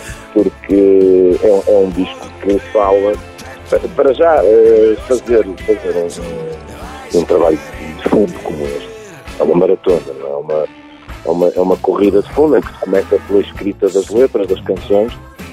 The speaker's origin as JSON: {"language": "Portuguese", "town": "Moimenta da Beira", "region": "Viseu", "country": "Portugal", "tie": "born or raised there", "also_born_or_lived": "Porto", "said": "ou não fosse eu português, e tenho muita afinidade com a minha infância e com a minha adolescência, que foi tratada um pouco por todo o mundo, mas cresci em Moimenta da Beira, cresci no Porto"}